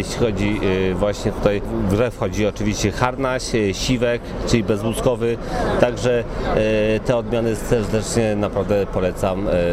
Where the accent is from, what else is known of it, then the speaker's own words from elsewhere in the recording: Lublin Voivodeship, Poland; Pochodzę z Lubelszczyzny i powiem szczerze, że jest sporo zapytań właśnie o te odmiany browarne.